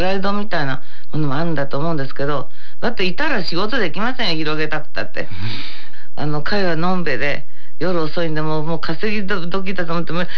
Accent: Kansai, Japan; 私関西ですから。

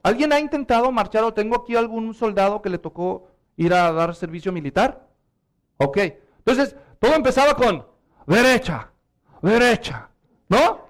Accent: Mexico; Muchos de los que somos mexicanos, cuando éramos niños, nos hacían marchar en las fiestas patrias

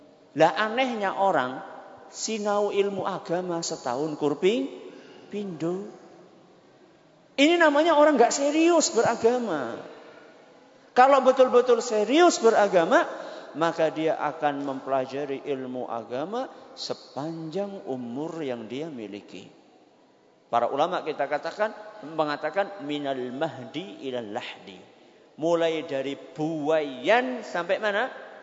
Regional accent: Central Java, Indonesia; accent: Ngapak; Kita kan satu suku kan ya? Kalau saya pakai bahasa ngapak

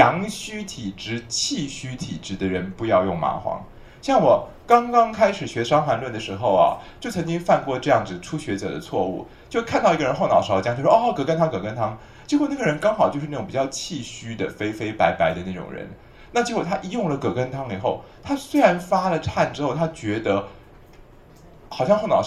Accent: Taiwan; 所以像我们台湾人的医生啊，老医生就南方医生哈

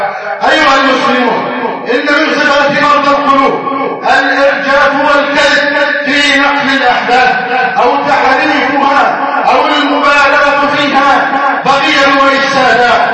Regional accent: Egypt; اللهم احفظ بلدنا مصر أمنا أمانا

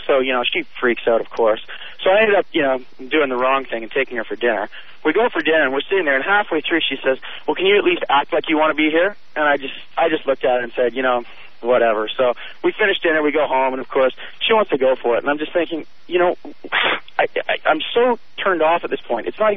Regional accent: Canada; So, I'm a Canadian guy working here in L.A. today

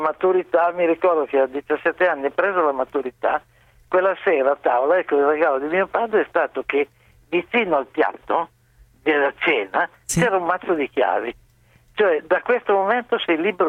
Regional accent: Turin, Piedmont, Italy; moved away as an adult; now in Rome, Italy; io vi chiamo da Roma, ma sono un torinese trapiantato a Roma.

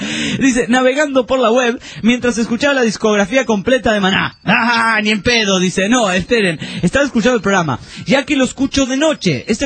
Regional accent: Formosa, Argentina; Hola amigos … soy de Formosa, el norte argentino.

